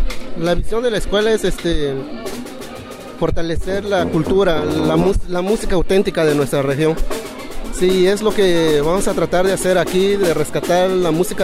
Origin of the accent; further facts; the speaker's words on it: Santa Catarina Yahuío, Oaxaca, Mexico; vengo de la comunidad de Santa Catarina, Yahuío, Ixtlán, Oaxaca.